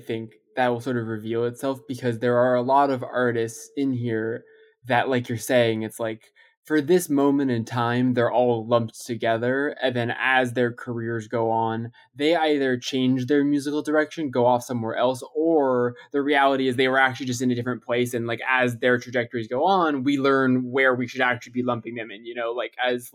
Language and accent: English; Los Angeles, California, United States; But like growing up in Los Angeles, like one of the big things that was happening as I was like a teenager was that this like vibrant beat scene